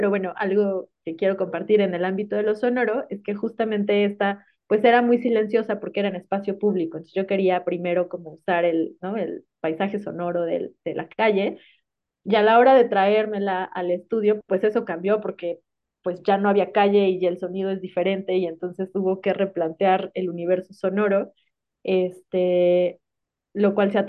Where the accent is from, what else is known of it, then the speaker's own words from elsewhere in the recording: Tuxtla Gutiérrez, Chiapas, Mexico; en Tuxtla Gutiérrez, ¿no? De donde yo soy originaria. Yo quería trabajar como con la ciudad en la que fui adolescente